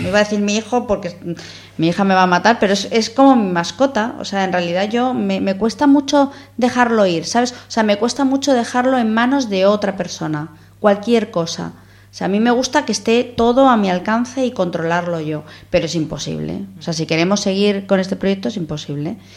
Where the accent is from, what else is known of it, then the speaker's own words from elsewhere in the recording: Madrid, Community of Madrid, Spain; now in Gijón, Spain; yo soy de Madrid, no tengo ningún vínculo con Asturias. De hecho, es que no había venido casi nunca aquí. O sea, cuando aterricé aquí, para mí era todo nuevo.